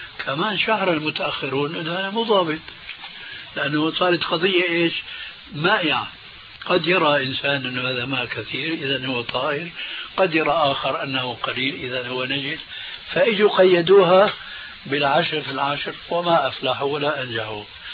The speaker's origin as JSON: {"language": "Arabic", "country": "Syria", "said": "والله يمكن فقيه مثل كان عندنا في الشام"}